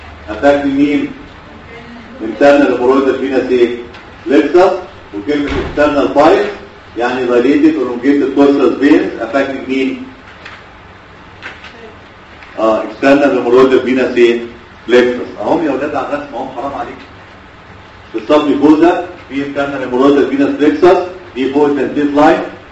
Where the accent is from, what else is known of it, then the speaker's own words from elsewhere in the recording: Cairo, Cairo Governorate, Egypt; لما عندنا في القاهره احنا هايلي سبيشاليز.